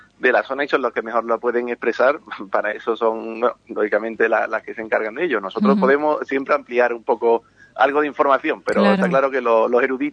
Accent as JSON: {"language": "Spanish", "town": "Ubrique", "region": "Andalusia", "country": "Spain", "said": "aunque siempre llevamos Ubrique por bandera, porque somos de Ocuri, somos ocuritanos, digamos."}